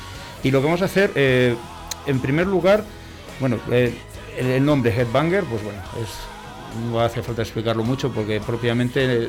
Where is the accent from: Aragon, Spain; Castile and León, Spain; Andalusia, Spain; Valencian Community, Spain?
Castile and León, Spain; Burgos; no nos olvidamos que nosotros somos de Burgos, y entonces el proyecto nace en Burgos